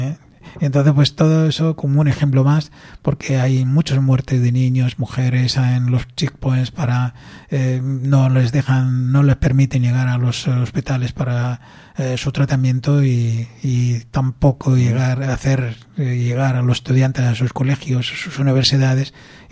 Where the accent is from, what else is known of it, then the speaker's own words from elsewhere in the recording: West Bank, Palestine; Entonces yo quise acercarme a mi pueblo para visitar mi familia allí.